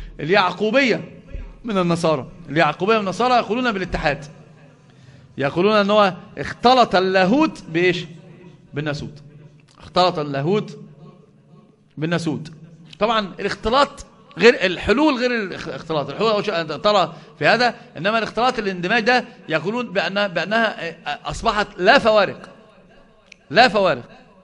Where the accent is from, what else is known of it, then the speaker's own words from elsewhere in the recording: Egypt; الحمد لله ما فيش حد عندنا في مصر بيقول بذلك